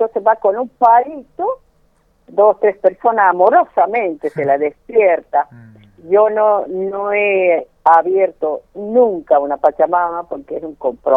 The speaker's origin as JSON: {"language": "Spanish", "region": "Jujuy", "country": "Argentina", "moved": "yes", "lives_now": "Córdoba, Argentina", "said": "Yo hace 60 años que soy jujeña."}